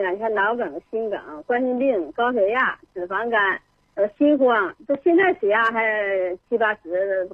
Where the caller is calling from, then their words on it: Shenyang, Liaoning, China; 今年75岁。